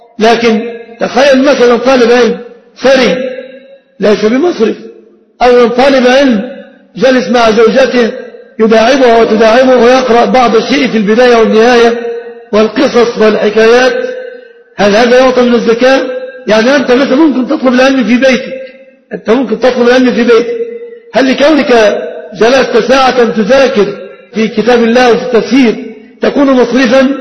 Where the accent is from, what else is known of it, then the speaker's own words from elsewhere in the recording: Egypt; الفقير سيارة من زكاة المال ليس في عرفنا كمصريين، لأن أغلب المصريين لا يمتلكون سيارة